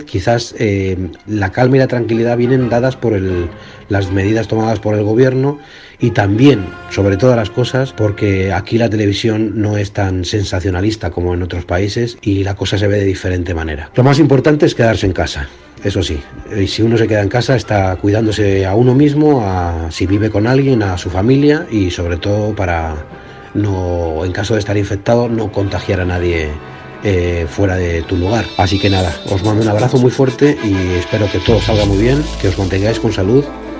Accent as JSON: {"language": "Spanish", "country": "Spain", "lives_now": "Munich, Germany", "said": "soy español, resido en Múnich"}